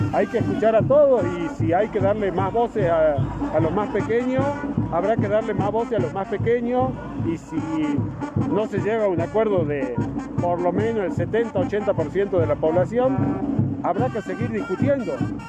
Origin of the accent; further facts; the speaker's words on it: Salta, Argentina; yo soy salteño